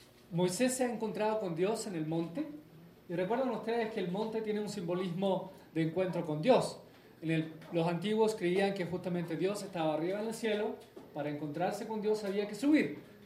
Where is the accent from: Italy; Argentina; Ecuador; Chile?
Chile; accent: Chilean; Realmente no hablo tanto como chileno. Imagínense ustedes si hablara.